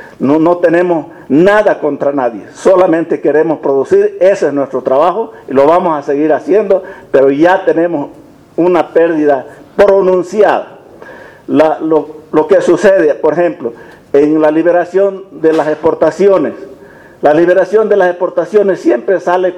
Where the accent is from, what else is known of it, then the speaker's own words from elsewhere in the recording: Vallegrande, Santa Cruz, Bolivia; Yo soy de Valle Grande.